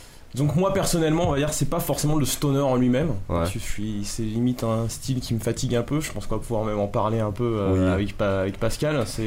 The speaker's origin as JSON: {"language": "French", "town": "Paris", "region": "Île-de-France", "country": "France", "said": "On vient de Paris, quoi."}